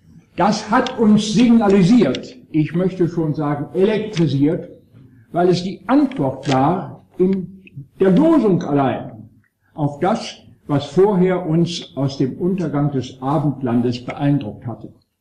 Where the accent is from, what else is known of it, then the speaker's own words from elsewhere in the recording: Bonn, North Rhine-Westphalia, Germany; Und nun stand ich als Erstsemestriger, aufgewachsen in Bonn als Sohn niedersächsischer Eltern